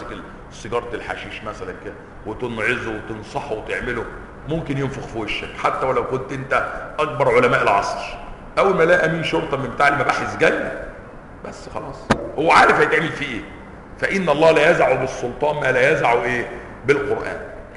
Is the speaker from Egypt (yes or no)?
yes; Egypt; اتضح لنا فيما بعد ان في قانون عندنا في مصر يعاقب المفطرين في رمضان